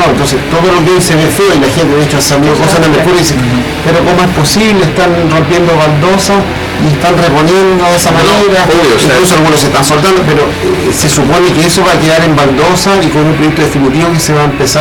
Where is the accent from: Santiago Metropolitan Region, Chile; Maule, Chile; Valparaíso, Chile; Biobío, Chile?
Valparaíso, Chile; yo soy porteño de toda mi vida